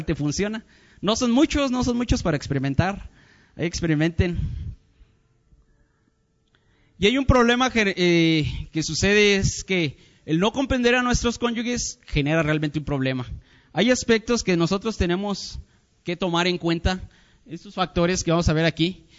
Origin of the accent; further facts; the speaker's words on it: Mexico; somos mexicanos y nos andamos aquí uniendo con mismos mexicanos